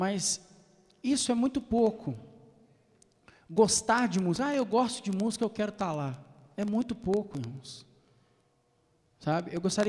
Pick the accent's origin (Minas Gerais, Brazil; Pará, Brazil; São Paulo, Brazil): Minas Gerais, Brazil; Belo Horizonte; sou lá de Belo Horizonte. Eu comecei a tocar violão com 14 anos e já ministrar na minha igreja já com 14 anos. Hoje eu estou com 34.